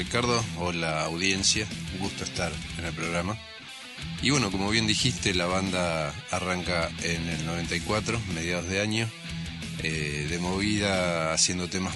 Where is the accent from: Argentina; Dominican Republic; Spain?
Argentina; Lima, Buenos Aires Province; en mi pueblo Lima no había movida